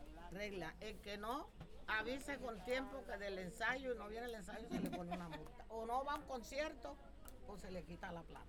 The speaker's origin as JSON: {"language": "Spanish", "town": "San Cayetano", "region": "Bolívar", "country": "Colombia", "tie": "born or raised there", "said": "Ni en San Cayetano, que es mi tierra."}